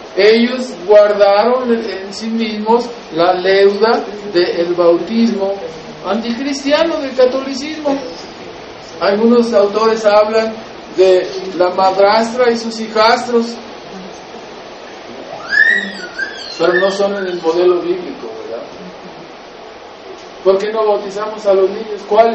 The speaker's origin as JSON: {"language": "Spanish", "country": "Mexico", "said": "Y eso lo estoy diciendo, yo soy mexicano."}